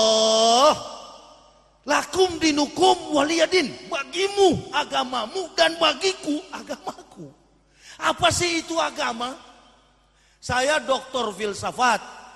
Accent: Manado, North Sulawesi, Indonesia; Saya orang Manado asli, asli kapir

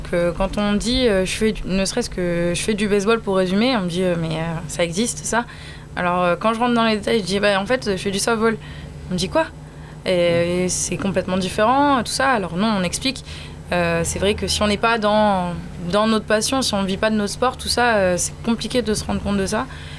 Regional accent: Lyon, Auvergne-Rhône-Alpes, France; Je suis originaire de Lyon, chez moi c'était pas possible.

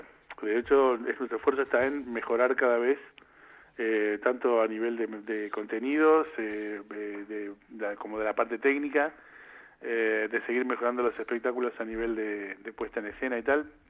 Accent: Buenos Aires, Argentina; born there; De Buenos Aires.

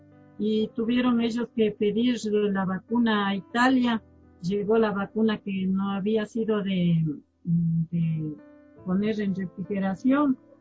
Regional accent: Chuchilán, Cotopaxi, Ecuador; Toda la vida he vivido en Chuchilán y voy a seguir viviendo porque esa es mi tierra, es mucho mi tierra.

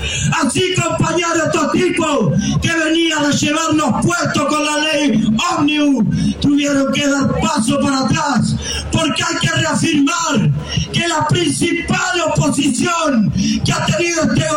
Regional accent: La Plata, Buenos Aires Province, Argentina; Yo vengo de La Plata, allá cerca en Berisso

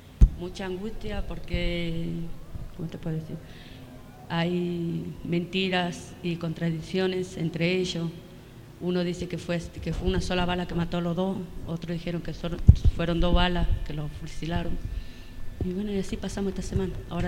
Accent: Libertador General San Martín, Jujuy, Argentina; soy de Libertad General San Martín, Ledesma.

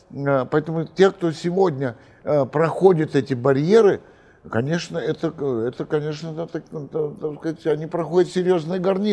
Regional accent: Moscow, Russia; born or raised there

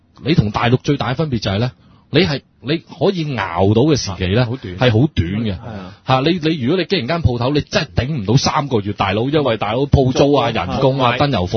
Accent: China; 咁佢嗱我哋中國人就唔同啦

